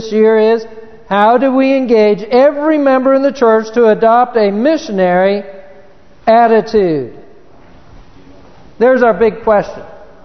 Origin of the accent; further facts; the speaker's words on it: Chino, California, United States; Where I grew up in Chino, California, by the time I left high school